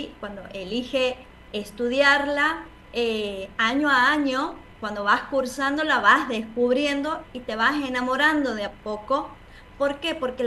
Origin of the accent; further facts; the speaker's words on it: Santiago del Estero, Argentina; accent: tonada; no sé si por mi tonada podrán sacar de dónde soy. Soy de Santiago del Estero